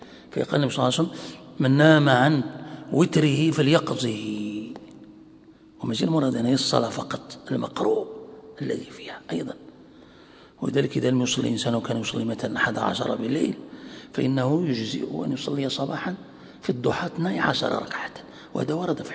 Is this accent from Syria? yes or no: no; Morocco; يعني عندنا في المغرب يعني معروف